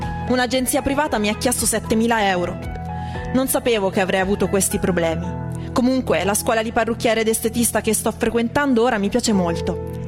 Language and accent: Italian; Senegal; Italian is a second language; moved away as an adult; now in Italy; Avevo tante speranze, pensavo che l'Italia fosse meglio del Senegal. La mia idea era terminare qui gli studi dell'università e poi trovare lavoro.